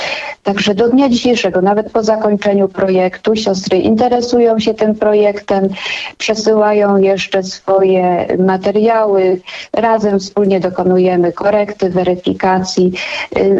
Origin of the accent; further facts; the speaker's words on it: Pińczów, Świętokrzyskie Voivodeship, Poland; Ja sama przyznam, pochodzę z małej miejscowości w Świętokrzyskim Pińczów.